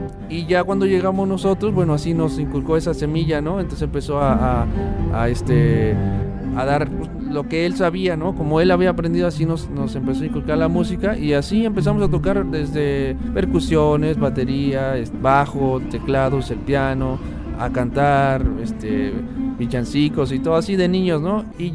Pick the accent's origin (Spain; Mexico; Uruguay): Mexico; Huatusco, Veracruz; De Huatusco, Veracruz.